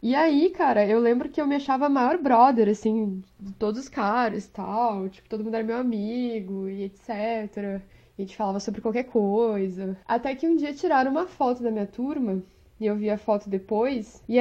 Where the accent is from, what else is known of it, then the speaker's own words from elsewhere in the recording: Porto Alegre, Rio Grande do Sul, Brazil; eu sou de Porto Alegre, então era inverno quando tiraram a foto